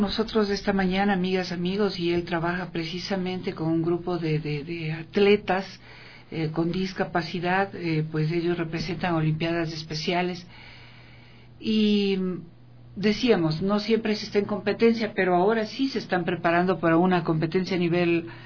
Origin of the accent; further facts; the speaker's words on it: Ecuador; los ecuatorianos pues estábamos así como somos los ecuatorianos nomás, no, somos los y las ecuatorianas